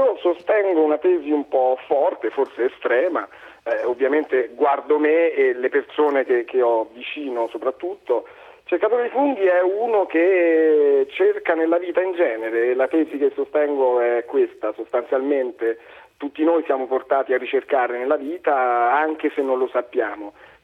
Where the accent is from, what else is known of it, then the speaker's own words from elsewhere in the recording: Vallinfreda, Lazio, Italy; una sera nel bar del mio paese che si chiama Alambrea in dialetto Vallinfreda chiacchieravamo